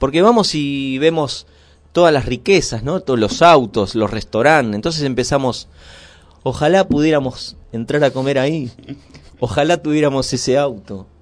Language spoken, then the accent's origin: Spanish; Pilar, Buenos Aires Province, Argentina; Yo soy de Pilar. No soy de acá de la zona, soy de Pilar.